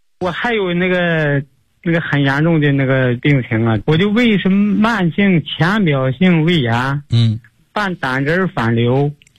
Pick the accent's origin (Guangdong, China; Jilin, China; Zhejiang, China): Jilin, China; 我是延边的你的新学员今年65岁、